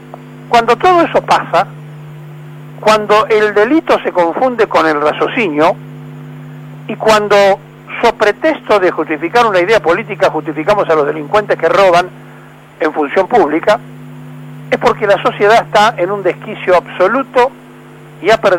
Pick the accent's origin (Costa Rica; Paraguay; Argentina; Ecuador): Argentina; porque además somos argentinos.